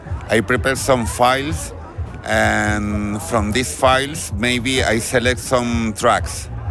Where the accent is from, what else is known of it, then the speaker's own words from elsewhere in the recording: Fuerteventura, Canary Islands, Spain; I come from Fuerteventura and I'm really glad to be here